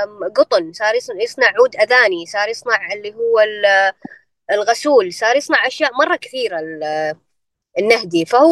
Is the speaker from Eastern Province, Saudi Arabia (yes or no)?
yes; Eastern Province, Saudi Arabia; جدة غير الرياض غير الجنوب غير عندنا في الشرقية